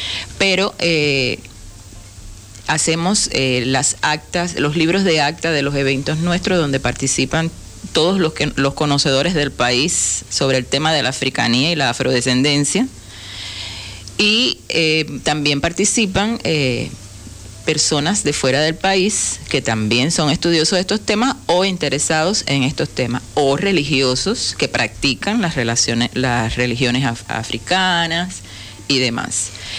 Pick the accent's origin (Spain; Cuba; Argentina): Cuba; Santiago de Cuba; allá somos santiagueros, no sé cómo lo manejan acá